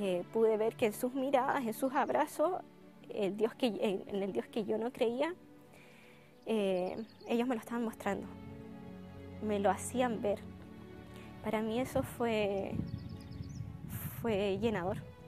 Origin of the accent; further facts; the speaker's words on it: Chiloé, Los Lagos, Chile; also born or lived in Valdivia; soy de la isla Grande de Chiloé, de la parte sur austral de Chile. Yo nací en Valdivia, me cambié a los 5 años a vivir a Chiloé. Mis papás son adventistas desde hace mucho y yo fui también adventista desde muy pequeña